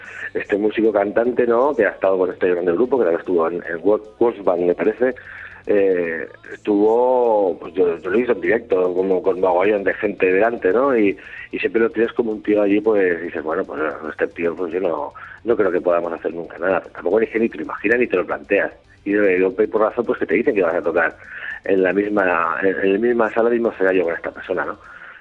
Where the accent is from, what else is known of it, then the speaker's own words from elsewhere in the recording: Tarragona, Catalonia, Spain; nosotros somos de aquí, de Tarragona, de Cataluña